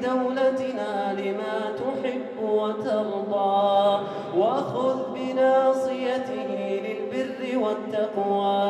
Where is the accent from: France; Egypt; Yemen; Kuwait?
Kuwait; اللهم إنك أنعمت على بلادنا الكويت بنعم كثيرة